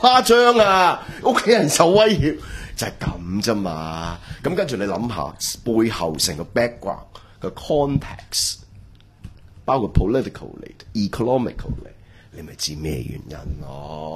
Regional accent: Hong Kong; 所以为什么其实我们香港人已经很撚好彩的了

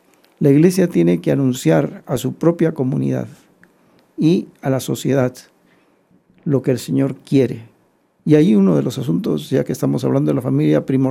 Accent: Peru; Vengo de Perú, donde tenemos un gran problema con una minera, ¿no?

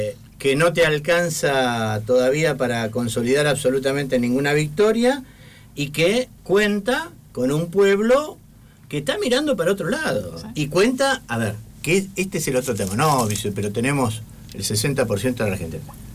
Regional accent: Jujuy, Argentina; Jujuy no es una provincia fácil, Jujuy es una provincia... yo soy muy jujeño

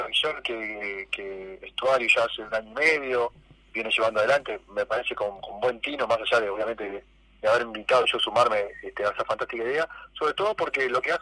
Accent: Uruguay; como bien uruguayo, terminamos, estamos brillando arriba de la mesa y cantando

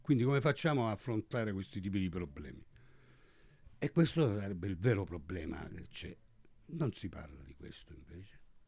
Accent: Strait of Messina, Italy; io sono dello Stretto, ma ho insegnato insegno a Venezia, a Firenze da 31 anni

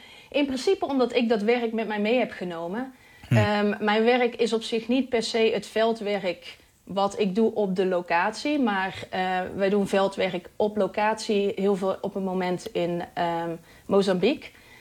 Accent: Netherlands; ik blijf wel een echte Hollander. Dus ik fiets gewoon naar werk.

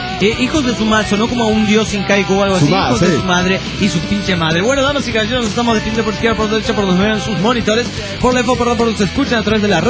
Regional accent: Guerrero Negro, Baja California Sur, Mexico; de Guerrero Negro, Baja California, sur de México.

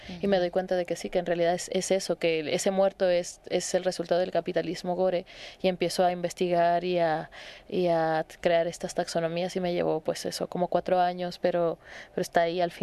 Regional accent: Tijuana, Baja California, Mexico; Yo soy de Tijuana, soy una mujer de la frontera norte de México.

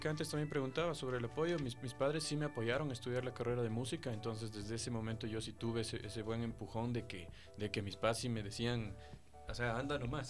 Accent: Riobamba, Chimborazo, Ecuador; incluso en Riobamba, que es la ciudad de donde soy yo

